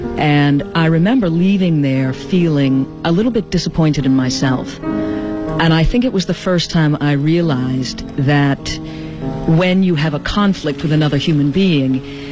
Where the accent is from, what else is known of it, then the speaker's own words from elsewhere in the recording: Boston, Massachusetts, United States; I grew up in Boston, and so, you know, it wasn't too far